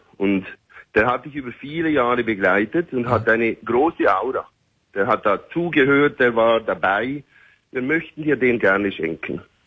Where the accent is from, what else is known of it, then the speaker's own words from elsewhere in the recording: Switzerland; accent: Swiss German; Also ich bin Schweizer. Meine Frau, die ist aus Berlin und wir wohnen aber in Dubai als Familie.